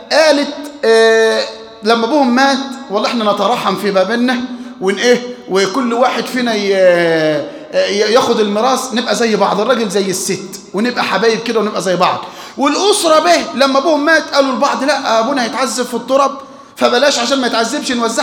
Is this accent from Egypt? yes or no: yes; Egypt; عندنا في مصر